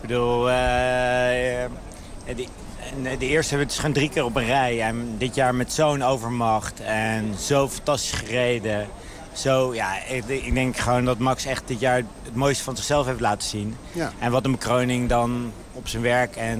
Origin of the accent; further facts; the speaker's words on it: Netherlands; denk ik gewoon als Nederlander ben je toch mega trots dat hij weer wereldkampioen is.